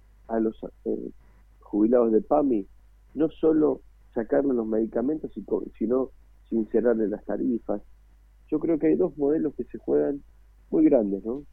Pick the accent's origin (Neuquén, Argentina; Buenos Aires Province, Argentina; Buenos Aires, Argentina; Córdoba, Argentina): Córdoba, Argentina; Cruz Alta; básicamente en mi pueblo yo estoy haciendo una carta para pasarla puerta por puerta a cada vecino